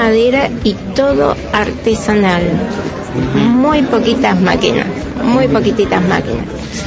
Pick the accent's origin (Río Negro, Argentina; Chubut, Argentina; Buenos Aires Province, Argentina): Río Negro, Argentina; Viedma; Sí, somos de acá de Viedma.